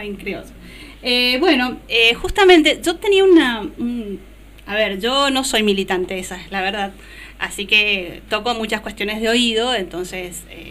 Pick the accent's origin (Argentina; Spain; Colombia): Argentina; Mendoza; nosotros somos de Mendoza, sepa perdonarnos.